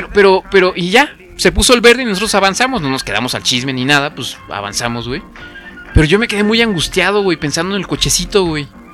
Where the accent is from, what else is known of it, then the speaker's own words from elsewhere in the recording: Morelia, Michoacán, Mexico; yo crecí en Morelia, entonces yo quería